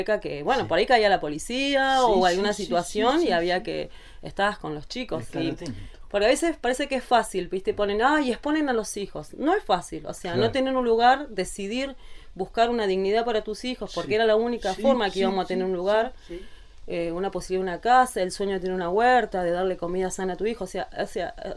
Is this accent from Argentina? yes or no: yes; Córdoba, Argentina; No, yo soy de Córdoba.